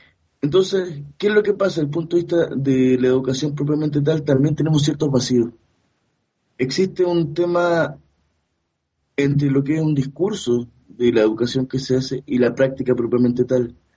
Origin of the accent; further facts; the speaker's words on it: Chile; una generación donde nos criamos en Chile esperando construir un país distinto